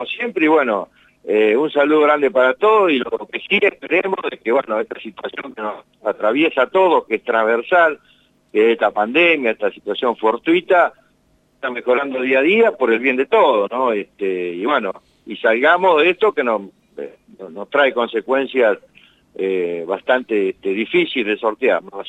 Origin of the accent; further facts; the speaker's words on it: Colonia Barón, La Pampa, Argentina; En Colonia Barón, que es mi pueblo de origen